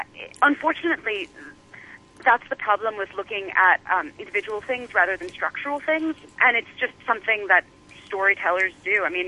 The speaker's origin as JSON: {"language": "English", "country": "United States", "said": "I mean, I'm an American, so that's where my focus is."}